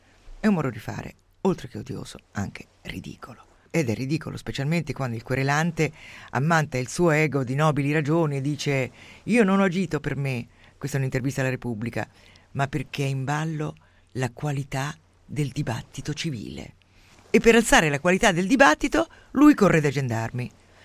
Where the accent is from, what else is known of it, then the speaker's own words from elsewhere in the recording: Umbria, Italy; Io mi ricordo da piccola nel mio paese umbro